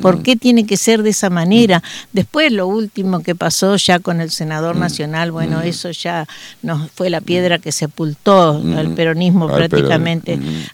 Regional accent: Argentina; yo digamos como argentina, yo esas cosas no las puedo soportar

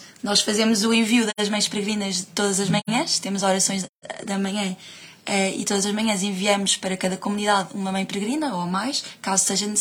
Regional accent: Cascais, Lisbon, Portugal; Eu sou da zona de Lisboa, sou de Cascais, ao beira-mar.

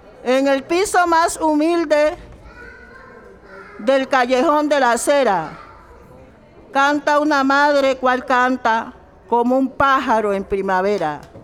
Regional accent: Buenaventura, Valle del Cauca, Colombia; now in Cali, Colombia; Nosotros nos vinimos de Buenaventura, mi hermano tenía su negocio, llegamos a vivir a esta ciudad y era una situación muy difícil.

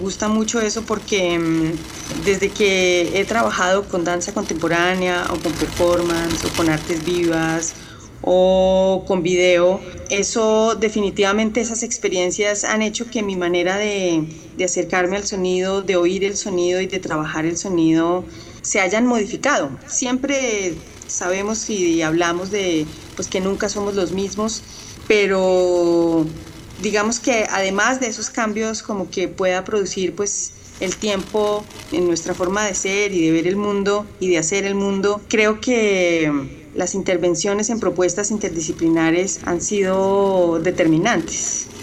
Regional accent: Colombia; soy artista sonora, soy compositora colombiana

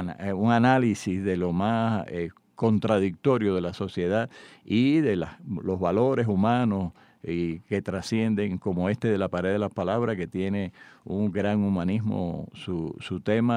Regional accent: Cuba; un análisis de la cubanía, un análisis de cómo somos los cubanos.

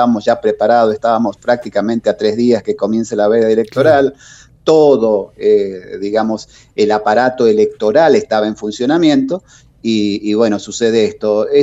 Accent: Tucumán, Argentina; la verdad, como tucumano

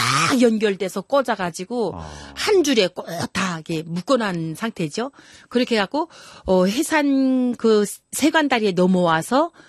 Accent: Hyesan, Ryanggang, North Korea; moved away as an adult; now in South Korea; 그러면서도 중국을 딱 들어와서 뒤를 돌아다 보니까 내 고향 내 조국이 보이잖아요.

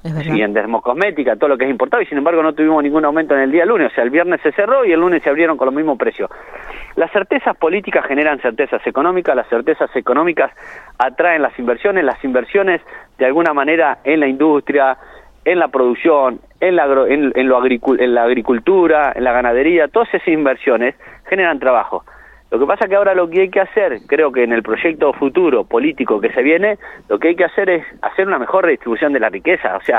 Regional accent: Argentina; todos de alguna manera como argentinos pensemos en un solo

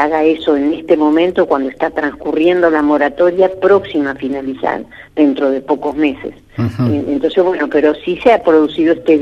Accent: Luis Beltrán, Río Negro, Argentina; now in Choele Choel, Argentina; yo vivo en Choele. O sea, yo vivo en Choele, soy de Beltrán, pero vieron ustedes que esto de ser de Beltrán y de Choele es casi lo mismo, porque estamos a 12 kilómetros, y vivo en Choele desde que me recibí

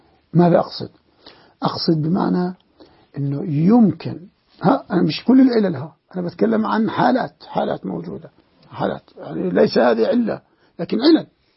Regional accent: Jordan; عندنا في الأردن، لا نريد أن نذهب بعيدا هنا وهنا وهنا

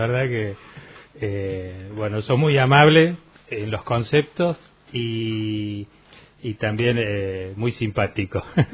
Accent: Córdoba, Argentina; Yo vengo de Córdoba capital, eso sí. Hablábamos hace un rato, cuando vine a parar al valle, del año 90

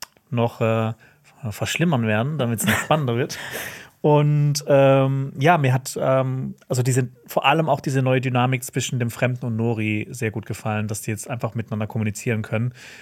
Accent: Baden-Württemberg, Germany; Ich komme aus dem Schwarzwald.

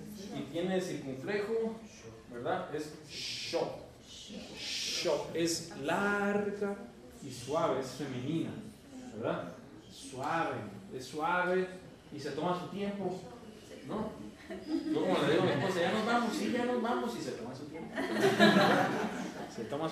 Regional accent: northern Mexico, Mexico; Yo como norteño mexicano, nosotros los norteños mexicanos decimos muchacha.

